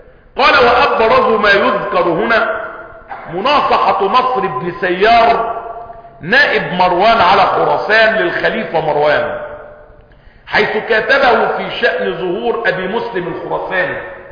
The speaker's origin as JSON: {"language": "Arabic", "country": "Egypt", "said": "والحمد لله ان بلدنا مصر يعني اقل البلاد خساره"}